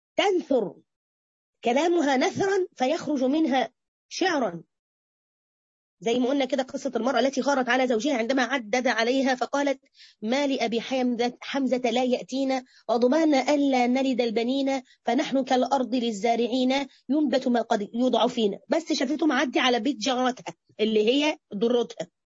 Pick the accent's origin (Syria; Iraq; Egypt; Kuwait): Egypt; عندنا في مصر بس على فكرة سبحان الله